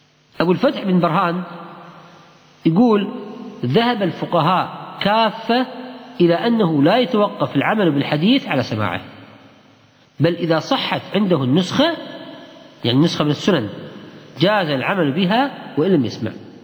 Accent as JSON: {"language": "Arabic", "country": "Kuwait", "said": "نفس العجين البر عندنا بالكويت ريحة ريحة المني"}